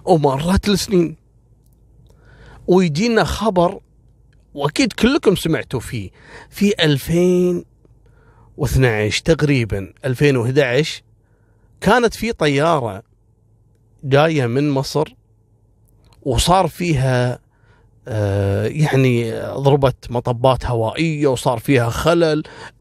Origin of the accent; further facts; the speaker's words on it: Kuwait; حصلت عندنا في الكويت تقريبا في عام 2003-2004